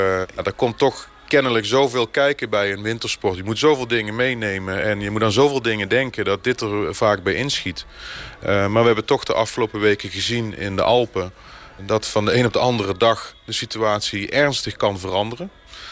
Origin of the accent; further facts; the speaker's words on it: Netherlands; En dan komen wij als Hollanders daar aan en we denken dat we de koning van de weg zijn.